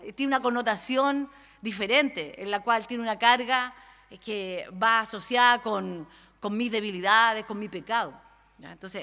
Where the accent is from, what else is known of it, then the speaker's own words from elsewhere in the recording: Valparaíso, Chile; sobre todo los que somos acá de Valparaíso, Viña del Mar, Casablanca